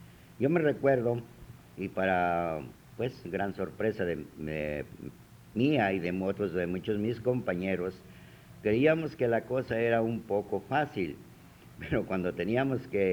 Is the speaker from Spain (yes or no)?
no; Mexico; Pero nosotros tenemos la experiencia como mexicanos de nunca dejarnos.